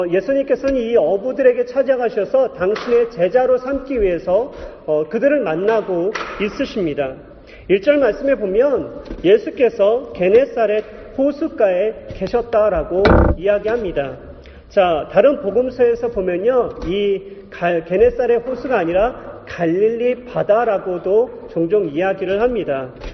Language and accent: Korean; Yesan, South Chungcheong, South Korea; 그래서 제가 어렸을 때 충남 예산이라는 곳에서 살았습니다.